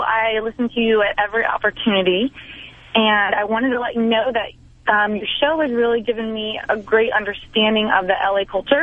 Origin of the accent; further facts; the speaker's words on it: Colorado, United States; I grew up in rural Colorado.